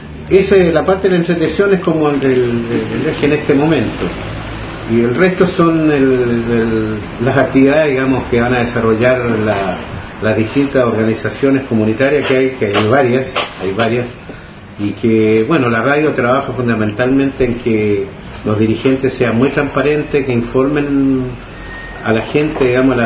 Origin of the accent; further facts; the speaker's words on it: Quilpué, Valparaíso, Chile; yo vengo de Coyihuay, que es un sector rural de la comuna de Quilpué, que está a unos 60 kilómetros de Quilpué, donde la labor fundamental es agroturística